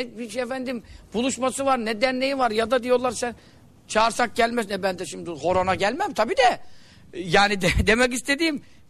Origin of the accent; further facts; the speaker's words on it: Görele, Giresun, Turkey; Bizim hemşerimiz, biz de Göreliyiz.